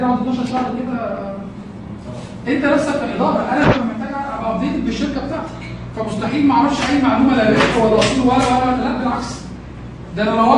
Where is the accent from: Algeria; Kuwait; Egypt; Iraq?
Egypt; في عندنا في مصر